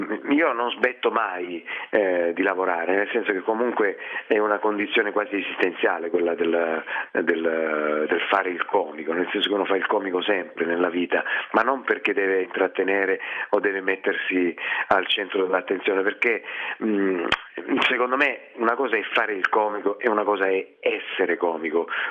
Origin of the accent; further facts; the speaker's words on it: Reggio Calabria, Calabria, Italy; il trascorso calabrese, Reggino in particolare, perché sono di Reggio Calabria